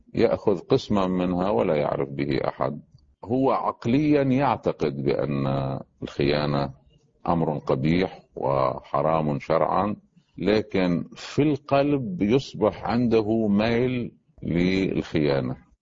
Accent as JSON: {"language": "Arabic", "country": "Lebanon", "said": "مثلا عندنا في لبنان"}